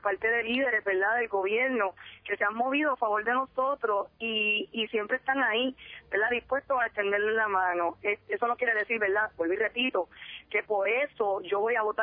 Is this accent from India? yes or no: no; Puerto Rico; somos boricuas, ¿verdad? Somos puertorriqueños, siempre nos preguntan de qué ciudadanía son, y somos cristianos, pero también somos puertorriqueños, somos ciudadanos americanos